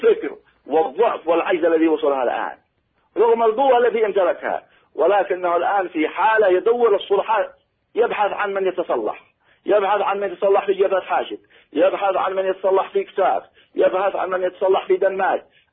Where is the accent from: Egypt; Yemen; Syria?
Yemen; نحن أبناء اليمن